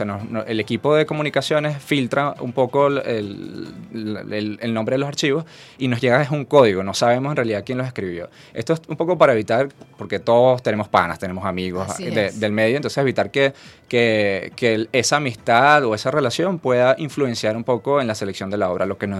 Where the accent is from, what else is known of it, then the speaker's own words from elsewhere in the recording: Venezuela; mostrar lo variopinto que somos nosotros como venezolanos.